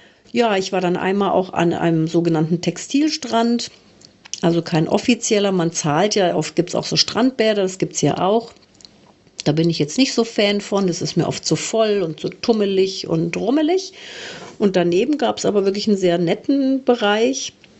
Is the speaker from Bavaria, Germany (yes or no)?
yes; Munich, Bavaria, Germany; und ich bin aus München